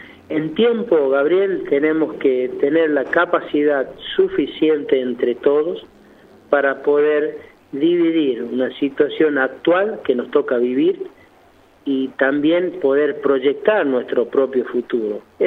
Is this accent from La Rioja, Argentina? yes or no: yes; La Rioja, Argentina; la esperanza y el optimismo como riojanos lo tenemos